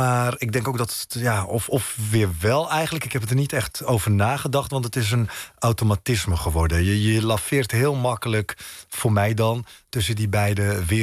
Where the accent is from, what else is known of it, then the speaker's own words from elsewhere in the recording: Netherlands; born there; In Marokko voel ik me thuis. Maar hier in Nederland, waar ik geboren ben, voel ik me natuurlijk ook thuis.